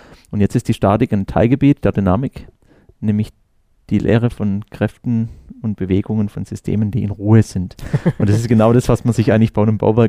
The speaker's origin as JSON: {"language": "German", "region": "Baden-Württemberg", "country": "Germany", "tie": "born or raised there", "said": "Ich komme hier ganz aus der Nähe. Ich bin im Schwarzwald aufgewachsen"}